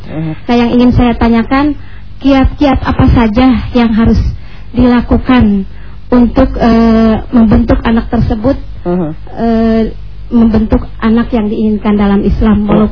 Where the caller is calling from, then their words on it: Cimalaka, West Java, Indonesia; Kami dari Majelis Taklim Al-Hidayah Desa Mandala Herang, Cimalaka, Kabupaten Sumedang.